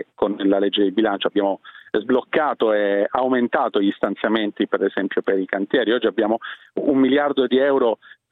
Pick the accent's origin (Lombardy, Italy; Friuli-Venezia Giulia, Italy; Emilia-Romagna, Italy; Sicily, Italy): Lombardy, Italy; Io vengo dalla Lombardia e le posso dire che la situazione è disastrosa